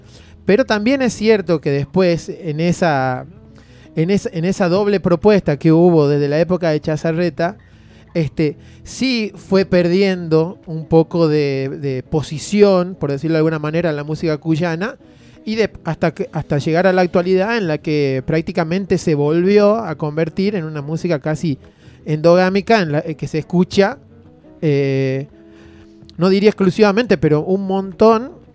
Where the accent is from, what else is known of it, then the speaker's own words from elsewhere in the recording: Tucumán, Argentina; now in Luyaba, Argentina; Yo vivo en Luyaba, acá mis compañeros que están esta mañana viven en Merlo, pero son de Buenos Aires, yo soy de Tucumán.